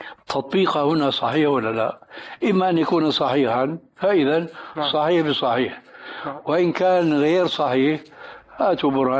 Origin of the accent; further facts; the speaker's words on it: Syria; وعندنا في الشام بيقولوا كلمة